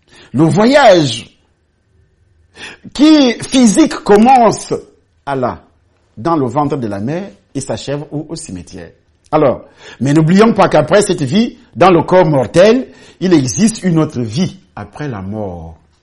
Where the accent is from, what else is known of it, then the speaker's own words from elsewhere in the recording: Cameroon; Vous quittez le Cameroun, par exemple, puisque moi je suis Camerounais